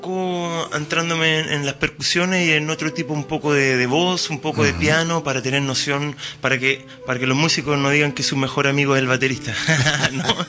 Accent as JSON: {"language": "Spanish", "town": "La Calera", "region": "Valparaíso", "country": "Chile", "tie": "born or raised there", "also_born_or_lived": "Viña del Mar", "said": "Yo nací en Viña. Sí, nací en Viña, pero viví en La Calera."}